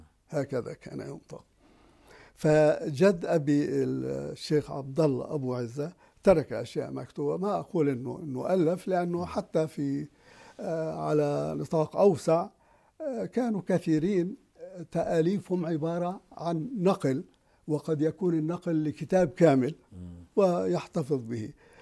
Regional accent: Palestine; طبعا كان في دكاكين، كان في الطريق الرئيسي هو الطريق المعبد الآتي من جنوب فلسطين ومتجه إلى الشمال، يمر بطرف القرية

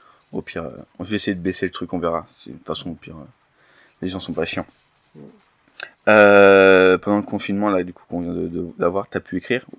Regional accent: Île-de-France, France; vu que je suis de Seine-et-Marne aussi

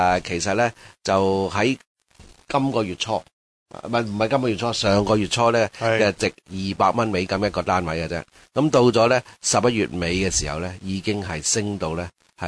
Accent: China; 我们中国人民呢就对资本主义十分之仰慕的，天生呢我们的基因呢都是有资本主义，

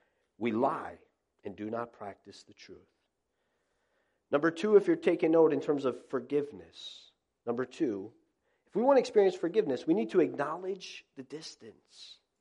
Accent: Florida, United States; now in Northeast, United States; You know, I grew up in South Florida. You may be saying, what in the world are you doing in the Northeast? I've been here for many years.

